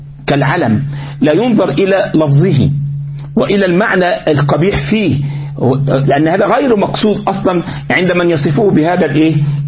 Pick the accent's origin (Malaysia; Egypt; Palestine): Egypt; عندنا في مصر